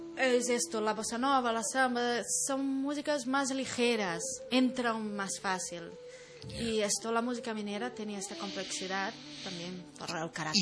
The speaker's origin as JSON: {"language": "Spanish", "town": "Belo Horizonte", "region": "Minas Gerais", "country": "Brazil", "lives_now": "Spain", "said": "Yo soy de Belo Horizonte, uh-huh. Es la capital del estado de Minas Gerais."}